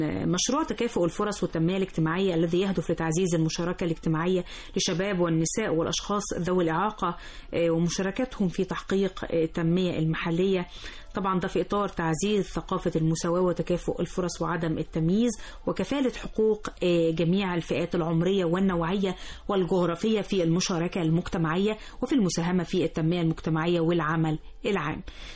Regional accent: Egypt; وعندنا كمان كمصريين يدعونا بالفخر والعزة.

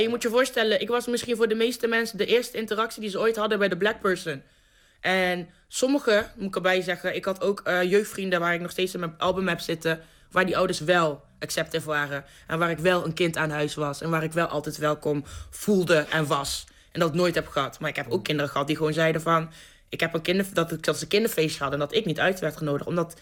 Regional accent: Lieshout, North Brabant, Netherlands; Ik ben opgegroeid in Lieshout. Ik was de enige donkere meid van mijn complex, helemaal met immigrantouders, in het dorp.

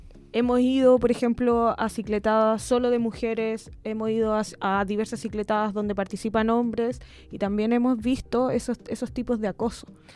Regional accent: Santiago, Santiago Metropolitan Region, Chile; soy santiaguina.

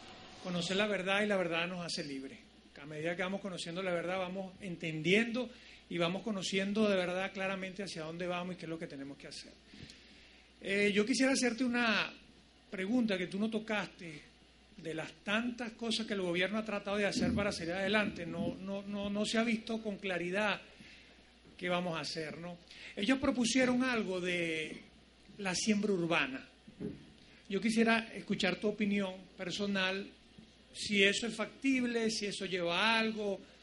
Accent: Sobrarito, Portuguesa, Venezuela; Venimos de Sobrarito, de la portuguesa

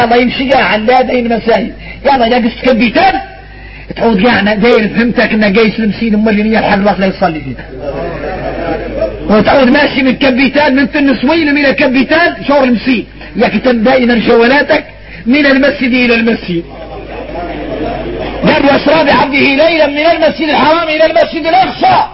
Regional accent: Mauritania; احنا موريتاني

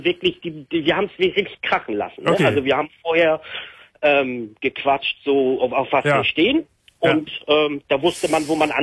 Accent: Germany; Und ich bin da aufgewachsen und ich bin ja eigentlich Deutscher, ich bin ja deutsch aufgewachsen

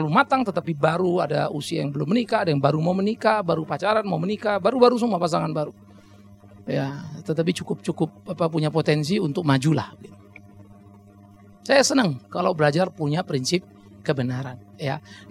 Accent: Pematangsiantar, North Sumatra, Indonesia; Coba berani-berani lewat di Siantar kampung saya, habis itu hilang.

